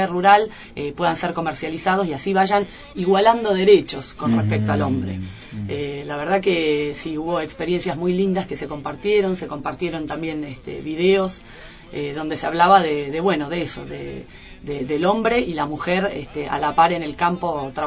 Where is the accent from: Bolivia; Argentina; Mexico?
Argentina; Buenos Aires; born there; now in El Bolsón, Argentina; nací en la ciudad, soy porteña, como quien dice, pero hace 20 años que vivo en Bolsón, y conozco Bolsón de toda mi vida, en la panza de mi mamá.